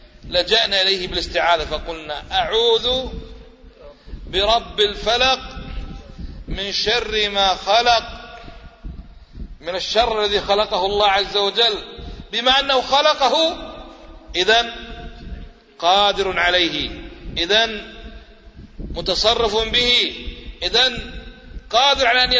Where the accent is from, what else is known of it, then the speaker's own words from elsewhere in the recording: Kuwait; أليس هذا حقيقة ولا بس عندنا في الكويت؟